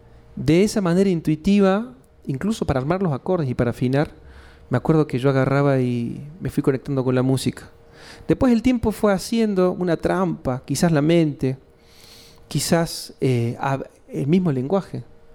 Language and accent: Spanish; Córdoba, Argentina; accent: cordobés; yo soy de Córdoba capital. Se nota ahí la tonada en la supervivencia de la lengua come chingón, esa tonada cordobesa de Córdoba capital. Soy de un barrio popular que se llama Barrio General Bustos, un barrio ligado al ferrocarril